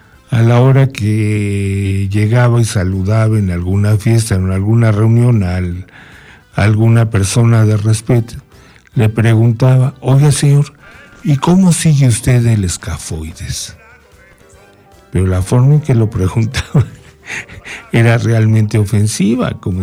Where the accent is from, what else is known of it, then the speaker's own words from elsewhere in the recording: Mexico; nuestra forma de expresarnos como mexicanos